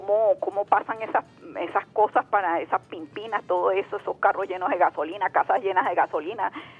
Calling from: Petare, Miranda, Venezuela; de Petare.

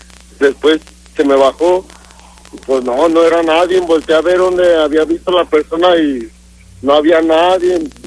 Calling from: Odessa, Texas, United States; Eso me pasó aquí en Odessa.

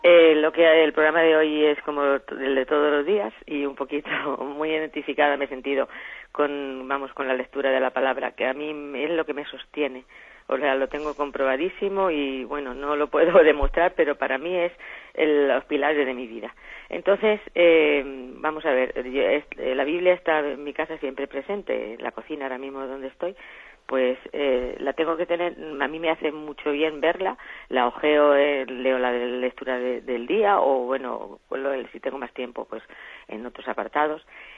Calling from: Albacete, Castilla-La Mancha, Spain; de Albacete.

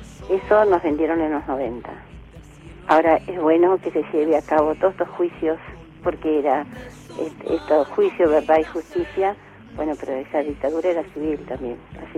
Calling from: El Talar, Buenos Aires Province, Argentina; del Talar.

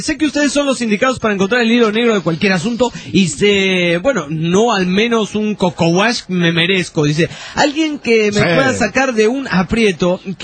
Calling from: Veracruz, Mexico; Soy de Veracruz, México.

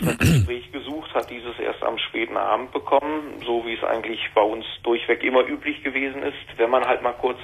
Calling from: Düsseldorf, North Rhine-Westphalia, Germany; Ja, so weit bin ich nicht. Ich komme aus Düsseldorf.

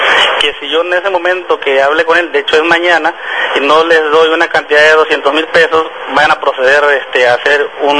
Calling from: Emiliano Zapata, Tabasco, Mexico; Yo le hablo de Emiliano Zapata, Tabasco.

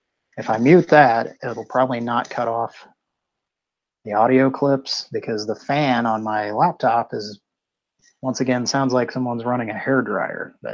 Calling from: San Francisco, California, United States; And in case you forgot where I'm calling from, I'm calling from San Francisco.

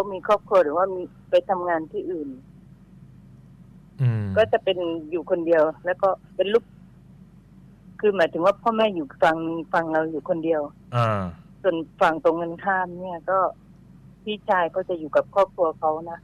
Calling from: Bangkok, Thailand; โทรจากหน้ารามคำแหง

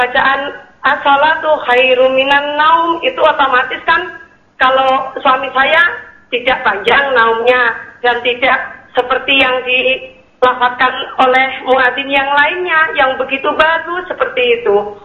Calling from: Bengkulu, Indonesia; Hamba Allah di Bengkulu

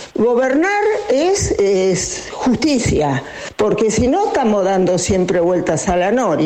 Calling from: Ituzaingó, Buenos Aires Province, Argentina; de Ituzaingó

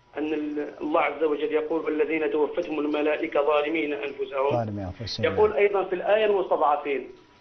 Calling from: France; من فرنسا، مقيم في فرنسا من حوالي 17 سنة تقريبا.

